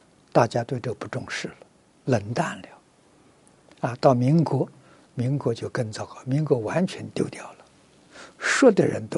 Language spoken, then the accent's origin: Chinese; Fujian, China; 我小时候住福建，福建人很喜欢，很喜欢搞这个